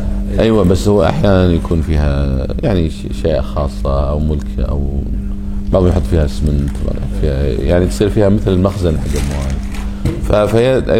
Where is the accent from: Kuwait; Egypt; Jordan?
Kuwait; فقلنا إحنا جايين ترى من الكويت وإحنا قاصدين الشيخ